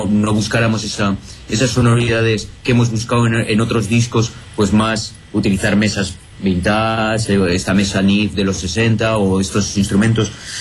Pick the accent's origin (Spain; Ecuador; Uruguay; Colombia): Spain; Yo me siento muy querido en Argentina, siendo español.